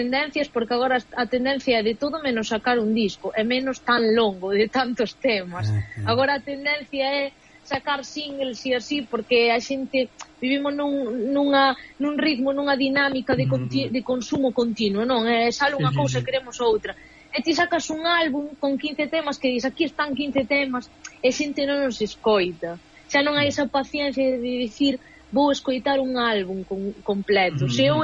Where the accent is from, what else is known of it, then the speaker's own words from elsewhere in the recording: Galicia, Spain; Entón eu son galega e son portuguesa, entón eu emprego tamén o portugués como lingua, pois porque o sinto, porque me gusta e porque non podo falar de lingua nai só, é dicir, a miña lingua nai é o galego e é o portugués por igual, non?